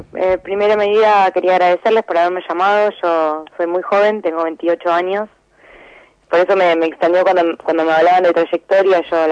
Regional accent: Lomas de Zamora, Buenos Aires Province, Argentina; yo fui a la Universidad Nacional de Lomas de Zamora, soy de Lomas, soy de la provincia de Buenos Aires también

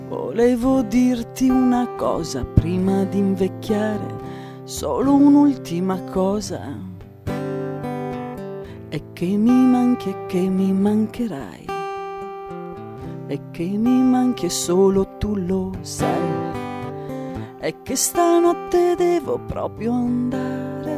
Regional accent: Arezzo, Tuscany, Italy; born there; now in Bologna, Italy; Sì, sì, per me sì, perché Arezzo ci sono solo nata.

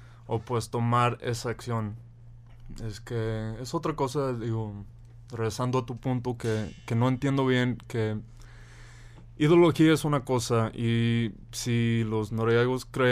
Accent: United States; Soy de Estados Unidos.

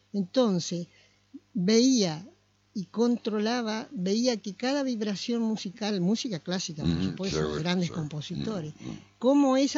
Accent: Mercedes, Corrientes, Argentina; born there; yo nací en Mercedes Corrientes, en una familia bastante numerosa

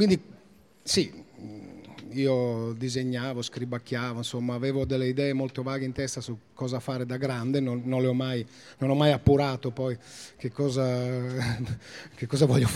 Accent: Liguria, Italy; moved away as an adult; also born or lived in Piedmont; Sono cresciuto in Liguria, anche se nato in Piemonte

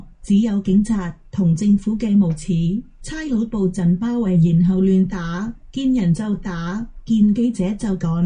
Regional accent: Hong Kong; 认识香港都唔错、我土生土长都未去过所有地铁

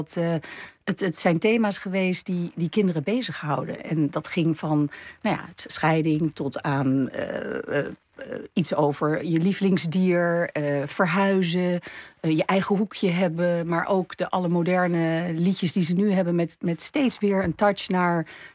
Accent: Amsterdam, North Holland, Netherlands; born there; accent: Gooise R; Uiteindelijk, ik ben geboren in Amsterdam. Dus ik heb zeker, misschien wel een beetje de Gooise R.

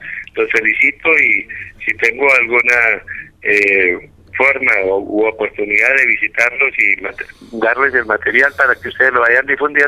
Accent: Guasca, Cundinamarca, Colombia; ojalá mi municipio, mi tierra pequeña, Huasca, ojalá esté escuchando

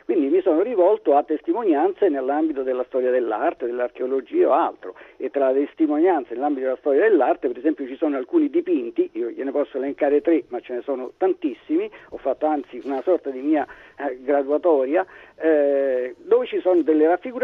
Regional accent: Rome, Lazio, Italy; io sono romano

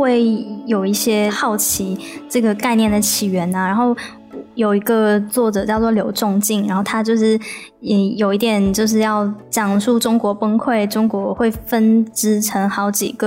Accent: Taiwan; also born or lived in China; 我一般一开始就会讲说我是台湾人，进一步聊天的时候我就会再跟他们讲我妈妈是人，然后我的成长的过程。

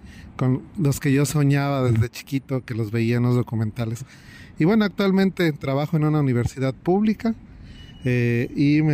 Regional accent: State of Mexico, Mexico; bueno, yo nací en Ciudad de México y desde muy pequeño, a la edad de 4 años, me mudé al Estado de México

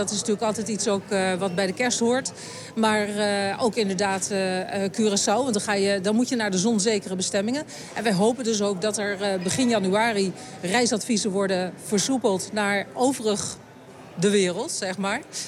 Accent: Netherlands; Want daar zijn we als Nederlander gek op.

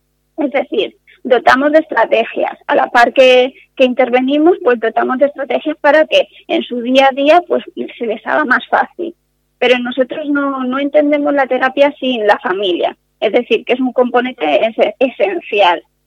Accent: Castilla-La Mancha, Spain; en Castilla-La Mancha, que es de donde yo vengo, no se oye mucho.

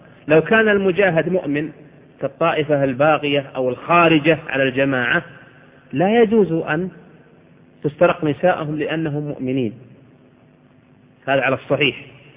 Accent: Al-Qassim, Saudi Arabia; يذكرون عن أحد العلماء عندنا في القصيم

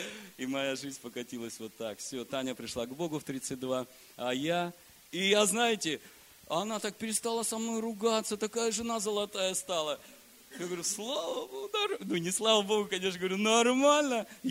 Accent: Kemerovo Oblast, Russia; also born or lived in Vladivostok; Родом я из Кемеровской области. Поехал туда на море, поступил, закончил, учился в Владивостоке.

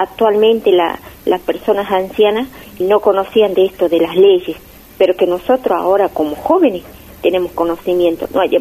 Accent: Argentina; nosotros como argentinos, ¿no? Más allá porque el Estado, antes de que se forme el Estado, nosotros somos preexistentes

